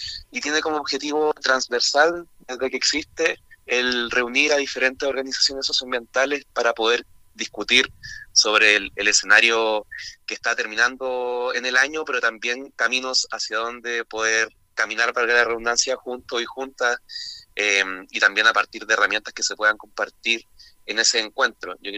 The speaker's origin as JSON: {"language": "Spanish", "town": "Concepción", "region": "Biobío", "country": "Chile", "said": "El año pasado este encuentro se realizó acá en Concepción. Yo soy de Concepción"}